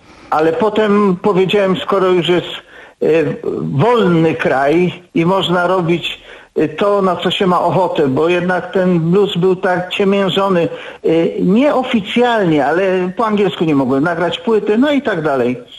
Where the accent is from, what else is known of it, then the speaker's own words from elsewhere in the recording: Silesian Voivodeship, Poland; u nas na Śląsku był specyficzny rodzaj grania tego bluesa.